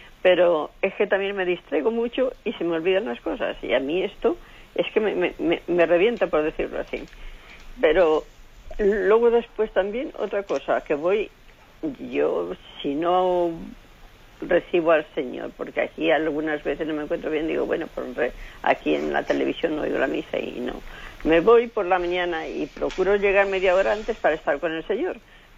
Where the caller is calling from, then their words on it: Madrid, Community of Madrid, Spain; soy aquí de Madrid.